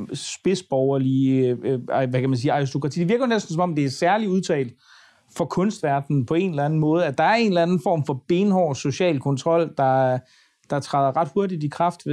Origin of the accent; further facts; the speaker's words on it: Aarhus, Central Denmark Region, Denmark; Det synes jeg er en spændende analyse, særligt som aarhusianer